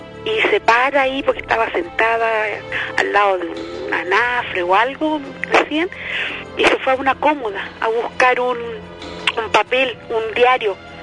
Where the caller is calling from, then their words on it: Viña del Mar, Valparaíso, Chile; De Viña del Mar. Hace mucho frío hoy día acá en Viña.